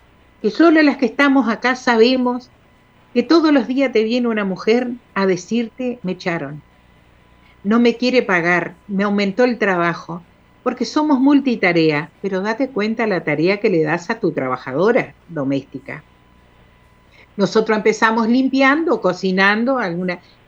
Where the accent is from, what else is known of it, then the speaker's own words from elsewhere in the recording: Bella Unión, Artigas, Uruguay; Acá somos contramarcha y no somos de Artigas, somos de Bella Unión. Aunque tengo gente muy querida en Artigas. Y somos bien uruguaya.